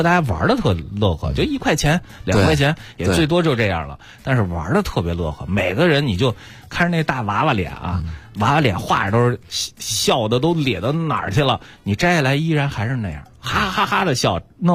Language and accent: Chinese; Henan, China; 我的家乡河南转一转，吃的就不用说了